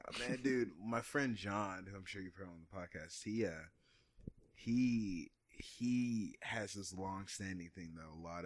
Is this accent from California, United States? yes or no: no; Dallas, Texas, United States; he used to live in one of the areas that I grew up in, Pleasant Grove. I don't like to call it a ghetto of Dallas.